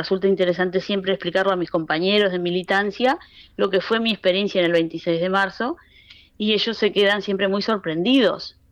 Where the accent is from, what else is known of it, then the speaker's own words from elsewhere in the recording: Rivera, Uruguay; moved away as an adult; also born or lived in Montevideo; now in Barcelona, Spain; desde que yo me fui de Rivera a estudiar a Montevideo